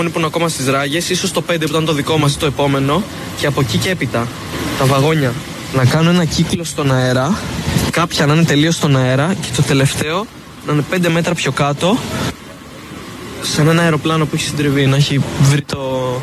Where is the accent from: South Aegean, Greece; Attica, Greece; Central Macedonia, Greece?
Attica, Greece; Athens; Όχι, κάνω τακτικά διαδρομή Αθήνα-Θεσσαλονίκη, σπουδάζω στη Θεσσαλονίκη και είμαι Αθηναίος.